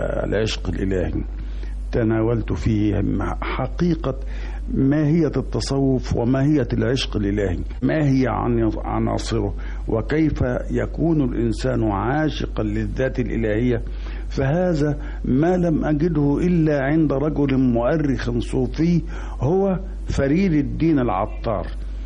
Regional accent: Damietta, Damietta Governorate, Egypt; وقد ولدت ونشأت في مدينة جميلة ساحلية، هي مدينة دمياط، مدينة الماء والشمس والهواء. وفي فترة التي نشأت فيها في دمياط

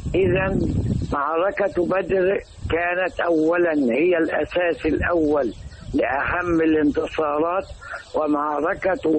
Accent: Egypt; أما المعركة التي يجب ألا ننساها أبدا كمصريين وكمسلمين

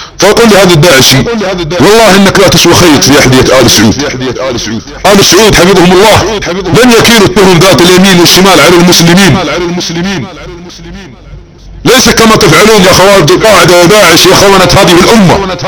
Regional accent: Saudi Arabia; لأني أنا سعودي أنتسب للدولة السعودية التي تنتسب لآل سعود؟

